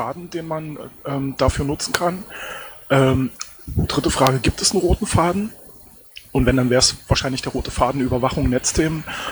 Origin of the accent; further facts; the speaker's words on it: Saxony-Anhalt, Germany; Ich komme aus LSA.